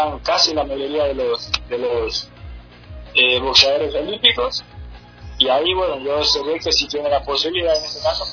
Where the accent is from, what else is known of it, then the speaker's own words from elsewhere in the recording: Ecuador; yo soy ecuatoriano, estoy en mi país